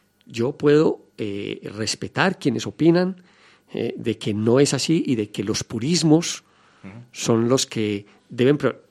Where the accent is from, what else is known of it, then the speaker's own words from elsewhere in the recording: Colombia; born there; moved away; yo soy colombiano de nacimiento, pero al momento de salir de mi país y empezar a vivir una vida migratoria